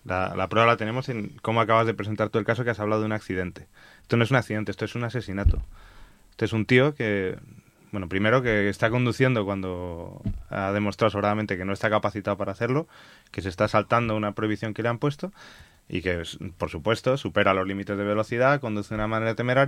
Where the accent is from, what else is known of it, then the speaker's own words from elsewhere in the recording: Madrid, Community of Madrid, Spain; Yo soy de Madrid, he nacido en Madrid, he vivido toda mi vida en Madrid